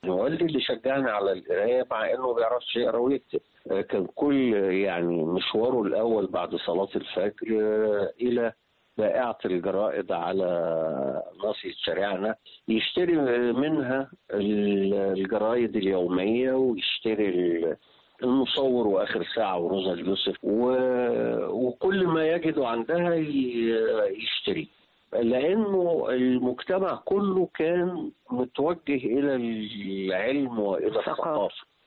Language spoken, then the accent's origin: Arabic; Cairo, Cairo Governorate, Egypt; بس نشأتي أنا كقاهري يعني ما انتميت أكتر للهجة العامية القاهرية